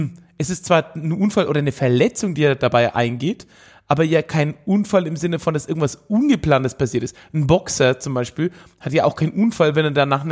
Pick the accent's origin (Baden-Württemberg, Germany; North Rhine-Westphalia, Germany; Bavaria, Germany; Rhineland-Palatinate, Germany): Bavaria, Germany; Höchstadt; Ich habe mir damals von der Stadtbibliothek aus Höchstadt, wo ich herkomme, mir damals so eine Multimedia-CD ausgeliehen mit alten Werbungen.